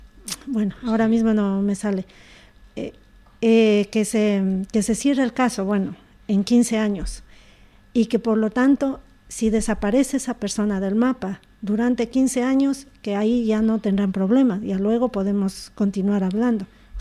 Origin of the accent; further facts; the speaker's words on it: Ecuador; yo soy de origen ecuatoriano, allá no existe jamás esto